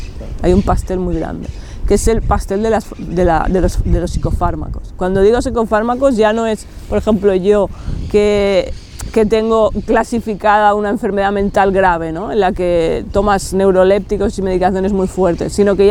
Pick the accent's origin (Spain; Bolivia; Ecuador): Spain; Barcelona, Catalonia; soy aquí de Barcelona, nací en el barrio de Gracia hace 43 años, cuando todavía no estaba lleno de pijos hipsters.